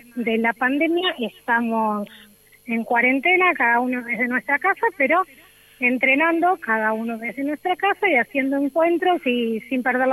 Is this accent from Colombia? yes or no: no; San Vicente, Buenos Aires Province, Argentina; me volví a vivir a San Vicente, pues yo soy de San Vicente.